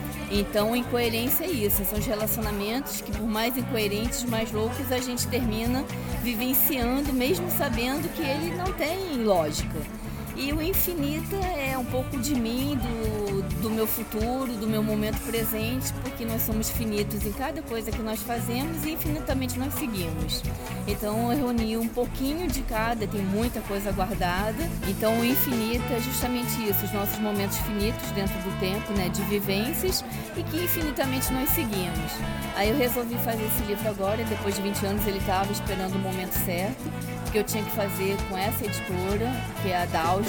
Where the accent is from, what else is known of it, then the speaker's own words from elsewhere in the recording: Niterói, Rio de Janeiro, Brazil; born there; já que eu estou indo para Lisboa, encerrar esse ciclo fechando com um livro meu na cidade onde eu nasci.